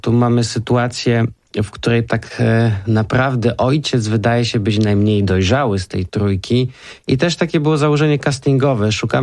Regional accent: Kraków, Lesser Poland, Poland; Tak, pochodzimy z Krakowa.

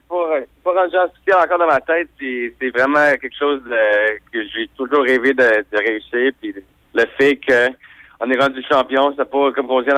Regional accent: Montreal, Quebec, Canada; now in Toronto, Canada; comme tu dis, je viens de Montréal, ça fait 8 mois que j'ai déménagé ici à Toronto.

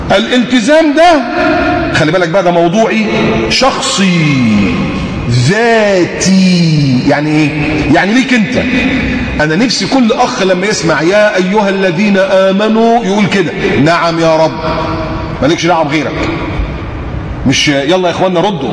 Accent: Egypt; ما تعملي زي اللي كانوا قاعدين في عندنا في مصر

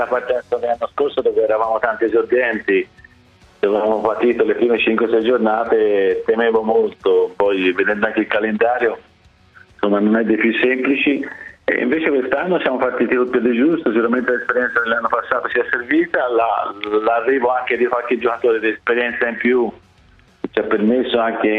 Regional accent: Florence, Tuscany, Italy; per quanto mi riguarda, insomma, essendo fiorentino, è quello di non essere mai contento

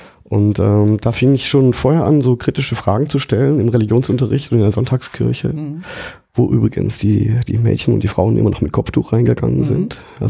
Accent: Baden-Württemberg, Germany; Ich komme ja aus dem Schwarzwald und landschaftlich ist das sehr schön, aber menschlich ist das unheimlich öd. Also gerade die Gegend, wo ich herkomme, die ist geprägt vom evangelischen Pietismus.

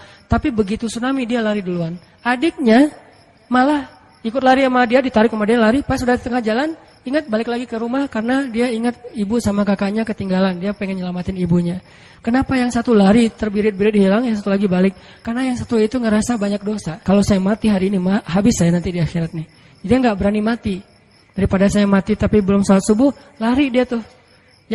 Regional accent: Aceh, Indonesia; kan saya dari Aceh.

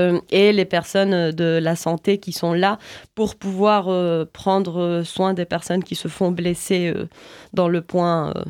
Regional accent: Cali, Valle del Cauca, Colombia; French is a second language; Je parle seulement de Cali parce que je viens de Cali

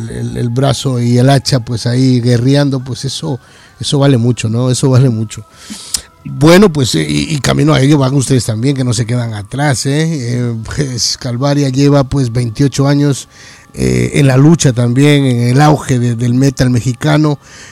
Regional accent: Ecuador; moved away as an adult; now in Madrid, Spain; yo también soy latinoamericano, soy ecuatoriano, radicado aquí ya para 25 años en Madrid.

